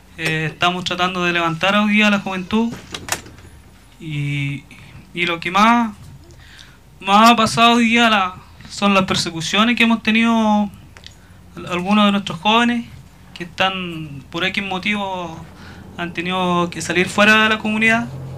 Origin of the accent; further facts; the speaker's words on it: Freire, Araucanía, Chile; Vengo de la comuna de Freire, soy de la comunidad Trapilwe